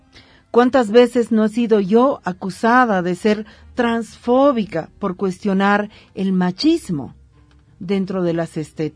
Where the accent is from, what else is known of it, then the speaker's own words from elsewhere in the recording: Bolivia; estoy convencida, como boliviana, como mujer, como feminista